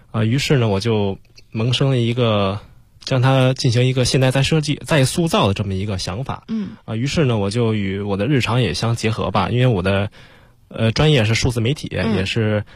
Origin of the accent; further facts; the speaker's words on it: Beijing, China; 因为我从小就是北京人。从小就住在那个西城区。西城区新街口那一块。在那块活动。